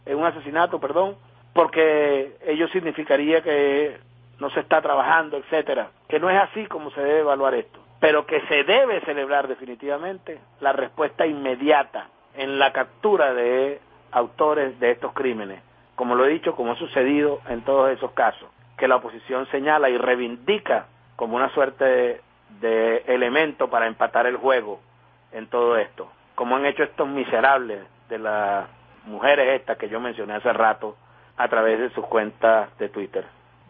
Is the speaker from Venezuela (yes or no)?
yes; Venezuela; tener el pie firme como venezolanas y venezolanos, incluso como opositores a la revolución